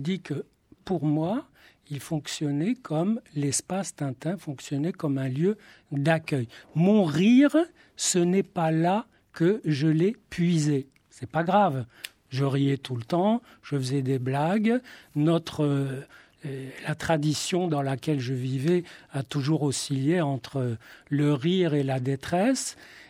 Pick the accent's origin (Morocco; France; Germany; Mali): Morocco; Marrakech, Marrakesh-Safi; moi, je lisais Tintin à Marrakech, où je suis né. J'ai d'ailleurs raconté mon enfance à Marrakech dans un roman. Et moi, ma lecture, c'était la Bible hébraïque.